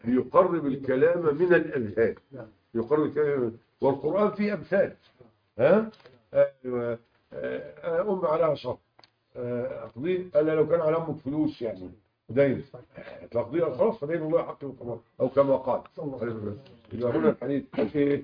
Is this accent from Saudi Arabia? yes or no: no; Egypt; معظم الناس عندنا في مصر طلعوها إيه؟